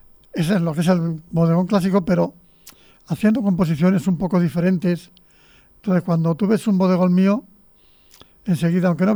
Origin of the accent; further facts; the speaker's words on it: Escalona, Castilla-La Mancha, Spain; un artículo sobre Escalona, que es mi pueblo